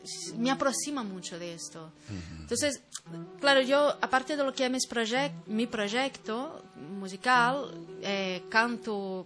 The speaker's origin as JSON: {"language": "Spanish", "town": "Belo Horizonte", "region": "Minas Gerais", "country": "Brazil", "lives_now": "Spain", "said": "Yo soy de Belo Horizonte, uh-huh. Es la capital del estado de Minas Gerais."}